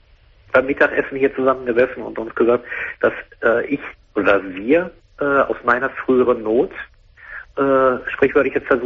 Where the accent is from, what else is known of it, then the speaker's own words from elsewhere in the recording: Bochum, North Rhine-Westphalia, Germany; also born or lived in Berlin; Ich bin vor ein paar Wochen in meine Heimatstadt hier nach Bochum zurückgegangen.